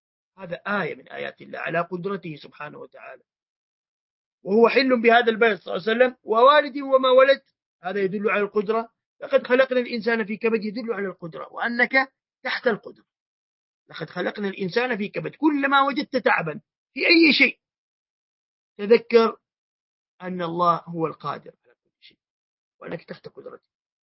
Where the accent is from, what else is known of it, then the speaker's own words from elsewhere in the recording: Hijaz, Saudi Arabia; accent: Hijazi; دسه أي أخفه بالعامية عندنا في الحجاز وربما في مناطق أخرى،